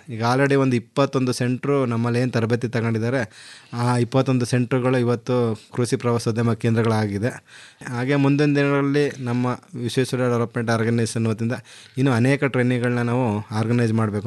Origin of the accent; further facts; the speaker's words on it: Dinka, Karnataka, India; ನನ್ನೂರು Dinka ಗ್ರಾಮ, ಪಾಂಡುಪುರ ತಾಲೂಕು, ಮಂಡ್ಯ ಜಿಲ್ಲೆ. ಮೂಲತಃ ನಾನು ಕೃಷಿಕ. ನನ್ನ ತೋಟದಲ್ಲಿ ವಾಸ ಮಾಡ್ತಾ ಪರಿಪೂರ್ಣವಾಗಿ ಕೃಷಿ ಮಾಡ್ತಾ ಇದ್ದೀನಿ.